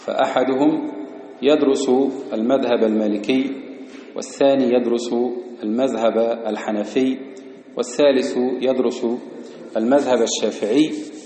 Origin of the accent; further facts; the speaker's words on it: Egypt; ومحيي السنة في بلدنا مصر